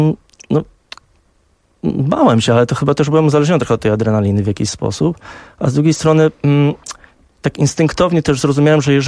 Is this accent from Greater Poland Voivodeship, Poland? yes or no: no; Warsaw, Masovian Voivodeship, Poland; moved away; A pojechałem do Londynu, bo urodziłem się w Warszawie, wychowałem się w Warszawie